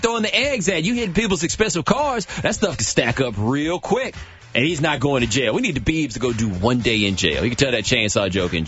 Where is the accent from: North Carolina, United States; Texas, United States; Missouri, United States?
Texas, United States; Like I said, man, I'm from Texas.